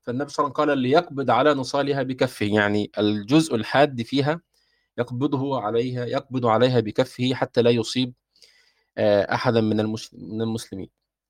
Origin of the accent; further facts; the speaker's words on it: Egypt; يعني إحنا ممكن عندنا في مصر نقول صبيان بالضم هكذا،